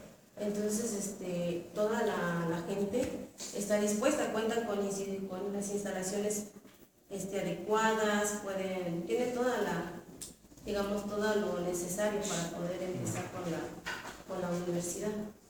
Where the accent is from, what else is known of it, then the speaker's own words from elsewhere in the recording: Santa María de Tío, Oaxaca, Mexico; yo vengo de la comunidad de Santa María de Tío, pertenece a la costa de la costa chica del Estado de Oaxaca.